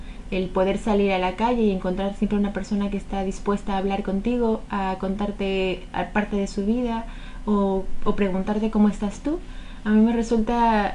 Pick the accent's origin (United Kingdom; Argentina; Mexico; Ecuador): Mexico; Toluca, State of Mexico; moved away as an adult; now in Gijón, Spain; yo soy del centro de México, del Estado de México, que es como mi provincia, y mi municipio se llama Toluca.